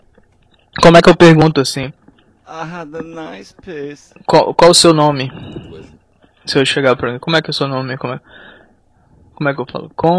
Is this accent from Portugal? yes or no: no; Macapá, Amapá, Brazil; born there; lá na minha cidade, lá onde eu nasci, Macapá, é perto da Guiana Francesa, né? E lá o pessoal fala o dialeto crioulo, se não me engano. Aí tem um pessoal que fala bem francês lá na minha cidade, entendeu? Mas eu não tive tempo de aprender.